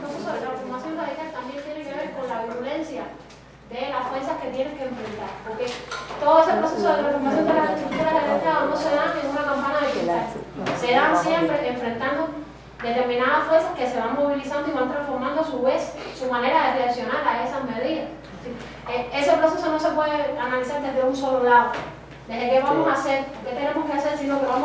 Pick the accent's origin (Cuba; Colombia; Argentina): Cuba; vengo de Cuba.